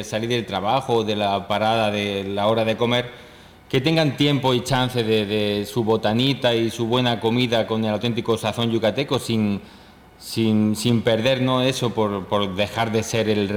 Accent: Spain; Y en nuestro caso, igual también como vengo de España

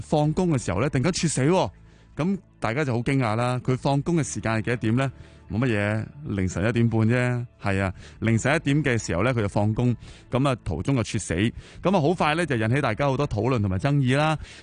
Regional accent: Hong Kong; 我谂都代表住咧，即系我哋香港人啊嗰种打工勤奋嘅嗰种心态啊

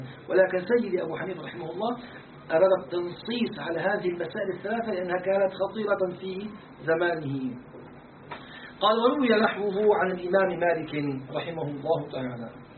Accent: Syria; يعني احنا عندنا في الشام يسموه الصهر، زوج البنت

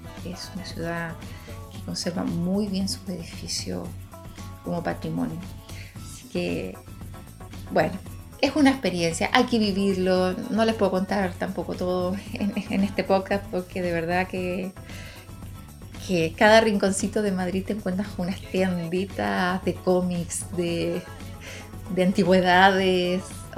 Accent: Chile; todo lo mejor para mi pueblo chileno, que de esta vamos a salir

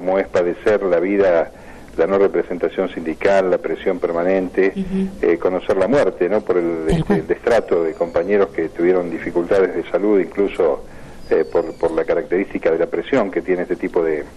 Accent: La Plata, Buenos Aires Province, Argentina; Yo nací en La Plata.

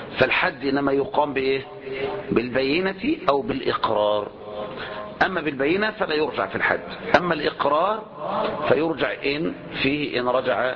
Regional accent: Egypt; مثل ما تقول ما نقول نحن هنا عندنا في مصر

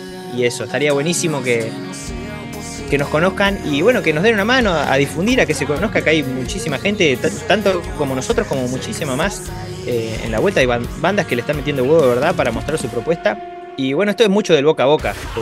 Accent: Uruguay; uno como uruguayo, con lo poquito que tiene, hace locura

